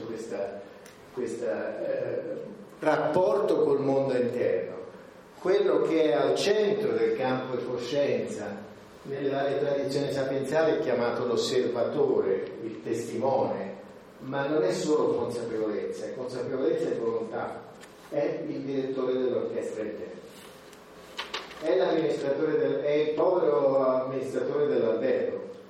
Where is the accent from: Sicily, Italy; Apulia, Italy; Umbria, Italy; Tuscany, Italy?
Tuscany, Italy; Lucca; born there; io sono nato a Lucca